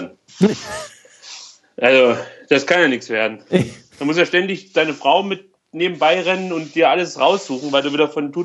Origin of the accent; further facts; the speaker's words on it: East Germany, Germany; Bei uns in der DDR gab es halt nichts anderes